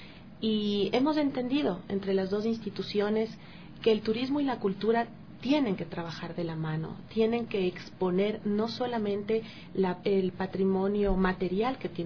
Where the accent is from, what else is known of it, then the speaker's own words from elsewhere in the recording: Ecuador; Bueno, como ecuatorianos es un placer y un orgullo el poder decir el cartel que también nos va a acompañar.